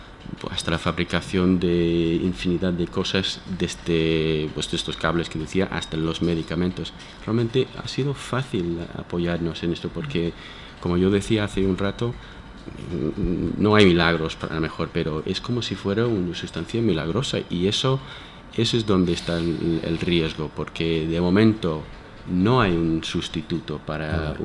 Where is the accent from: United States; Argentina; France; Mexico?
United States; estoy pensando que yo soy de Estados Unidos, entonces estoy pensando en un galón